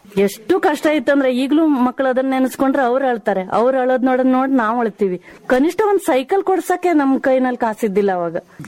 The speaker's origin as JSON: {"language": "Kannada", "town": "Yellapur", "region": "Karnataka", "country": "India", "said": "ಆ ಕಡೆಯಿಂದ ಯಲ್ಲಾಪುರದಿಂದಾನೇ ನಾವು ಬಂದಿದ್ದು, ಕೊಡಸಳ್ಳಿ ಡ್ಯಾಮ್ ಪ್ರಾಜೆಕ್ಟ್ ಇಂದ ಬಂದಿದ್ದು ನಾವು ಇಲ್ಲಿ."}